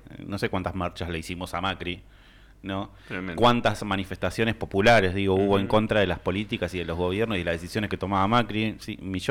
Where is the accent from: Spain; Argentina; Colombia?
Argentina; Pero la verdad que es vergonzoso, digo, como argentino, digo, son esas cosas que te dan vergüenza como argentino.